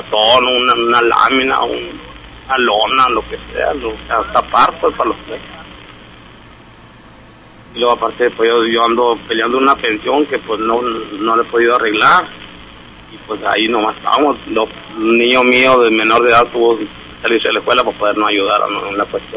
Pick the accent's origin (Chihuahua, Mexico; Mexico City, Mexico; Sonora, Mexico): Sonora, Mexico; Hermosillo; Yo soy de aquí, de Hermosillo. Sí, por lo mío, pues yo también vivía con mi mamá, nomás que ya pues no supimos de esta invasión y nos vinimos y aquí nos quedamos.